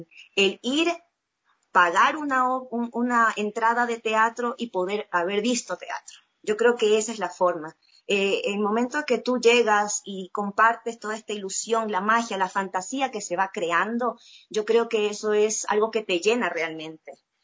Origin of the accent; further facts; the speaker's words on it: Guayaquil, Guayas, Ecuador; yo decidí dejar mis cosas en Guayaquil, yo soy de Guayaquil